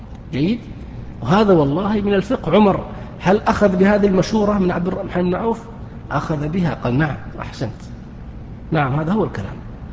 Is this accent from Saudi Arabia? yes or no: yes; Saudi Arabia; ما هي موجودة في الكتب التي عندنا في السعودية